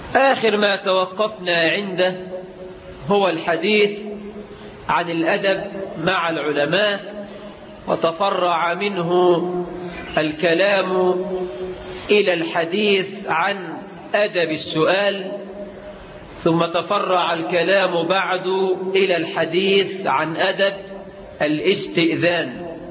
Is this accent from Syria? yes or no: no; Egypt; واجعل بلدنا مصر آمنة مطمئنة رخاء سخاء